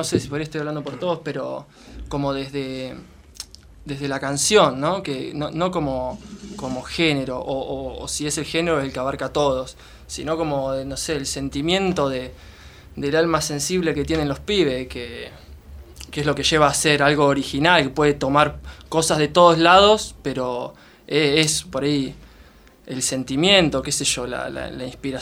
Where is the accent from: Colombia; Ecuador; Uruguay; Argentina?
Argentina; Venado Tuerto, Santa Fe; now in La Plata, Argentina; somos de Venado Tuerto, nos vinimos a vivir acá a La Plata